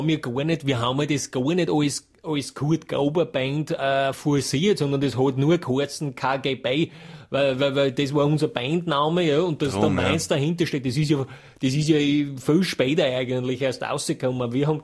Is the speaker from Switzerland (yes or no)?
no; Styria, Austria; ich komme aus der Steiermark, das ist eben ein Bundesland in Österreich.